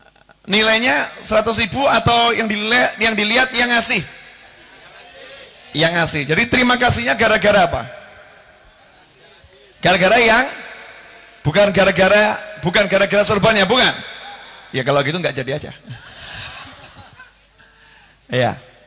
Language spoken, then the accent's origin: Indonesian; Indonesia; kita orang Indonesia ngerti